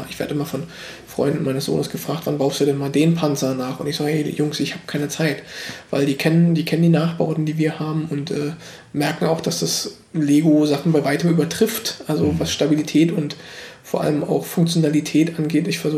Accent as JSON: {"language": "German", "region": "East Germany", "country": "Germany", "said": "Star Wars kannte ich ja auch noch nicht wirklich als Ossi"}